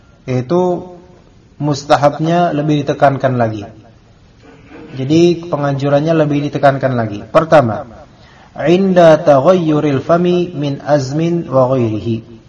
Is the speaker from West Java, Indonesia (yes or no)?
no; Jakarta, Indonesia; biasanya kalau di masjid-masjid di kita nih Betawi